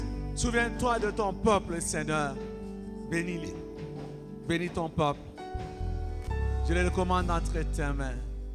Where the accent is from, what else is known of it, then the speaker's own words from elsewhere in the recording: Kolwezi, Lualaba, DR Congo; Évidemment, je suis né à Kolwezi. J'ai grandi à